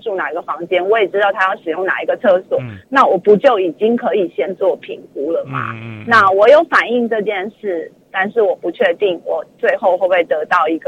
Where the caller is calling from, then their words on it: Taipei, Taiwan; 我是台北的